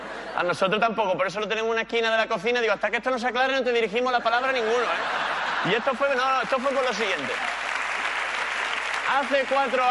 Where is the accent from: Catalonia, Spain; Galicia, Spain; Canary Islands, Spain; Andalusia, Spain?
Andalusia, Spain; Málaga; yo soy de Málaga y no se sabe, ¿no?